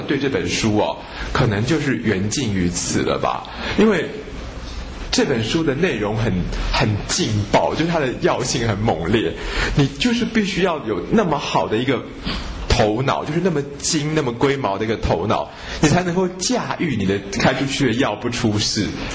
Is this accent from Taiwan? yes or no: yes; Taiwan; 我们台湾人其实有很多事情不太认真哦